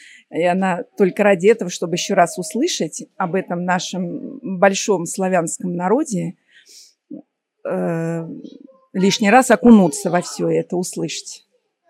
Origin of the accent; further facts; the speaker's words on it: Moscow, Russia; Из Москвы.